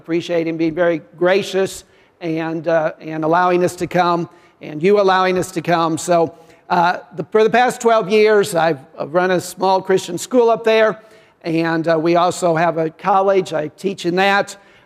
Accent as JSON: {"language": "English", "region": "Illinois", "country": "United States", "tie": "born or raised there", "said": "I grew up in Illinois, farm boy, and had never traveled, never been out of the country."}